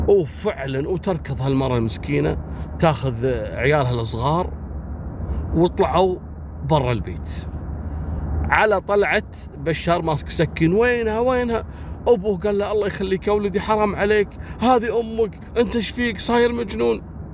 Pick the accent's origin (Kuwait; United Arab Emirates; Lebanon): Kuwait; سلاح البومبكشن هذا اللي احنا نسميه شوزن عندنا في الكويت